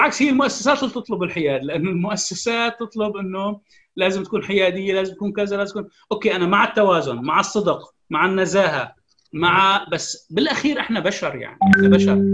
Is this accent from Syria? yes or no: yes; Syria; لا تحث على زيادة الشرخ في المجتمع السوري إذا كنا كسوريين